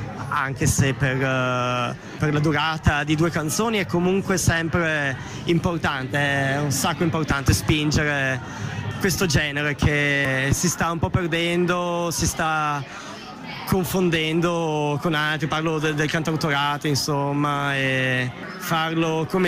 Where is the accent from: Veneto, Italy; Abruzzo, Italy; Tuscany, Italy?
Veneto, Italy; now in Bologna, Italy; sono del Veneto, abito a Schio, in questa piovosa cittadina. Sì. Mi sono trasferito a Bologna da un annetto